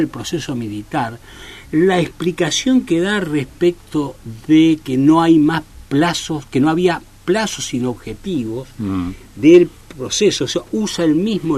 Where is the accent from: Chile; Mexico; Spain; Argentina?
Argentina; siempre digo que me siento orgulloso como argentino de que mi país, que Argentina